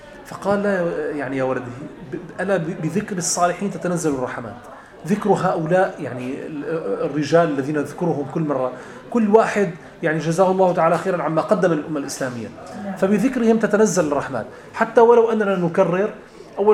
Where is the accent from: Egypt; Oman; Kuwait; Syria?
Syria; Latakia, Latakia Governorate; also born or lived in Damascus; أنا من اللاذقية، مدينة اللاذقية، ولكن درست في دمشق.